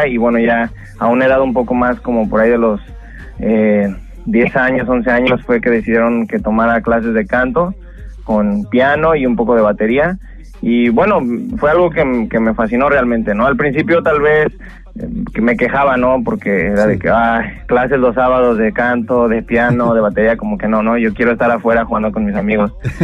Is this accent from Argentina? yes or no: no; Mexico City, Mexico; now in Toronto, Canada; Claro, mira, yo me crié y nací en la Ciudad de México, en el Distrito Federal. Pasé la mayoría de mi niñez y mi adolescencia en México, pero vine aquí con mi mamá y mis hermanas hace 7 años, si no me equivoco.